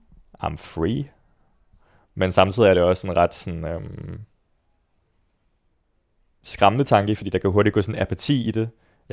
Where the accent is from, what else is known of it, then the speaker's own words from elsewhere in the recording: Svendborg, Region of Southern Denmark, Denmark; Jeg er født og opvokset i Svendborg. I hvad jeg vil kalde den konservative kernefamilie.